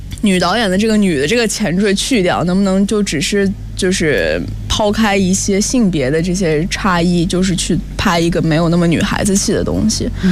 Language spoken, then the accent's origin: Chinese; Shanxi, China; 因为我本身是山西人，祖籍是山西太原